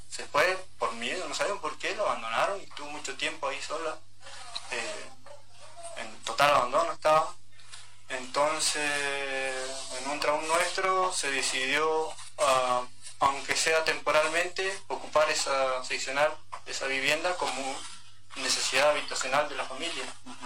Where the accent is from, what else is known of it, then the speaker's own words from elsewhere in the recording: Lago Trauquen, Chubut, Argentina; also born or lived in Esquel; Yo soy nacido y criado ahí. Mi familia ahí.